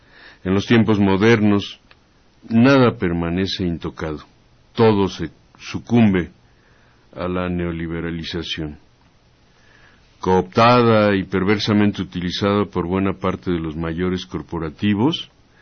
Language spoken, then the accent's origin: Spanish; Santa Úrsula, Mexico City, Mexico; mi pueblo, que se llama Santa Úrsula, pueblo de Santa Úrsula, ahí por el Estadio Azteca.